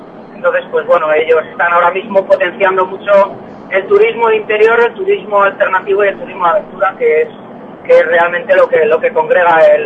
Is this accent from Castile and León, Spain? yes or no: yes; Valladolid, Castile and León, Spain; born there; Yo soy nacido en Valladolid